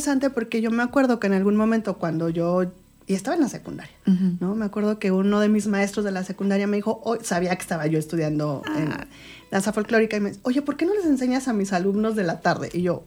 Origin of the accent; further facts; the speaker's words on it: Ameca, Jalisco, Mexico; Aquí en Ameca, que ya te decía yo soy de aquí, aunque me fui muchos años.